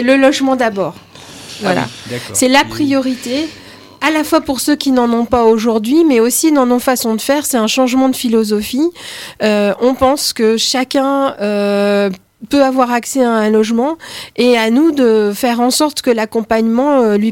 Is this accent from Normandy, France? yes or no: no; Roubaix, Hauts-de-France, France; J'ai grandi à Roubaix, qui a certains quartiers très denses.